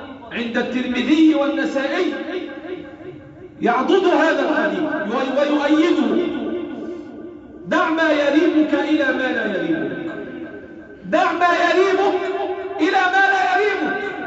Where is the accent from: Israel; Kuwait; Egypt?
Egypt; اللهم احفظ بلادنا مصر